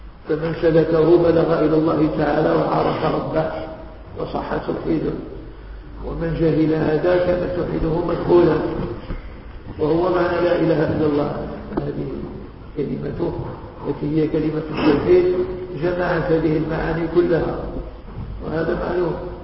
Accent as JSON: {"language": "Arabic", "country": "Morocco", "said": "إحنا مغاربة"}